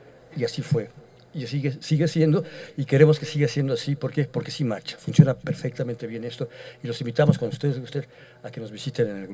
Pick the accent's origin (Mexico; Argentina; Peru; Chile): Mexico; Iztapalapa, Mexico City; Yo no soy de aquí, yo vengo de México, de Iztapalapa. Estoy en Iztapalapa, en Xochimilco y todo eso.